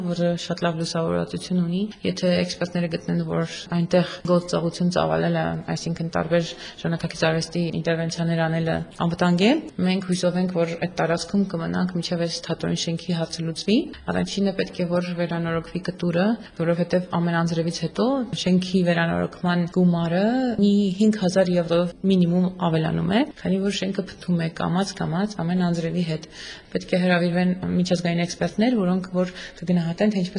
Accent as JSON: {"language": "Armenian", "region": "Yerevan", "country": "Armenia", "said": "Ես Երևանից եմ"}